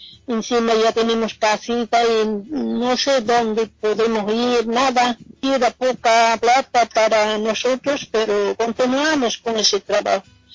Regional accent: Bolivia; moved away; Como mujeres bolivianas siempre intentamos buscar cómo salir adelante. Apenas llegamos de Bolivia, siempre a ese trabajo.

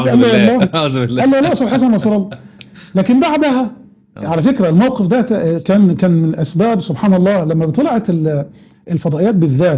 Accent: Egypt; كان عندنا في مصر في التوقيت اللي انت بتحكي عنه ده كانت الناس ما تعرفش يعني ايه شيعه اصلا.

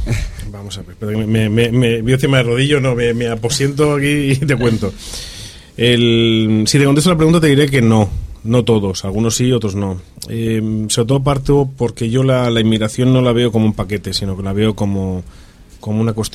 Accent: Spain; tú y yo somos españoles

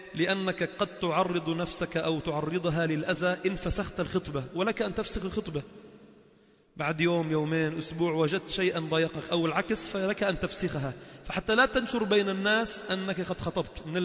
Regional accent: Lebanon; هذه السنة مهجورة بقوة عندنا في لبنان، بالذات في لبنان

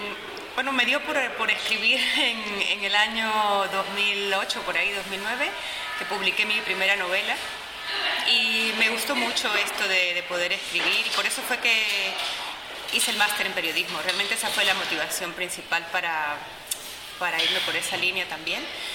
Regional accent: Mérida, Venezuela; en la ciudad de donde yo vengo, que se llama Mérida, Es una ciudad pequeña y estudiantil, tiene la tercera universidad más grande del país, uno de los núcleos de esa universidad, y es muy alegre, hay mucha gente joven

